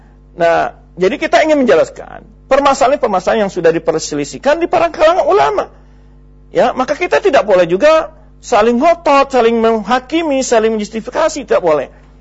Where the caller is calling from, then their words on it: Muara Enim, South Sumatra, Indonesia; Saya dari Muara Enim.